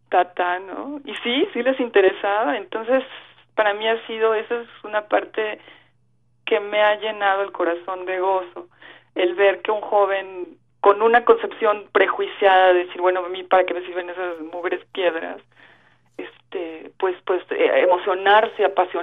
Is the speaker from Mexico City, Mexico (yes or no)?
yes; Mexico City, Mexico; porque yo soy de la Ciudad de México, nos mandan para allá.